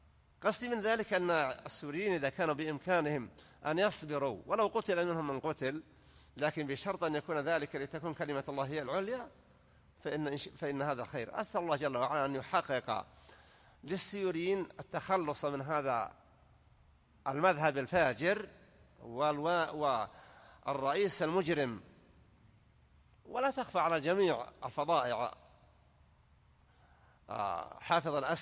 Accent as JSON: {"language": "Arabic", "country": "Saudi Arabia", "said": "وأن يحفظ على بلادنا المملكة العربية السعودية أمنها على دينها ودنياها"}